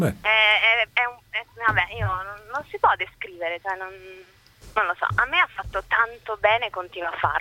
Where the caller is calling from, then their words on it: Rome, Lazio, Italy; Siamo da Roma.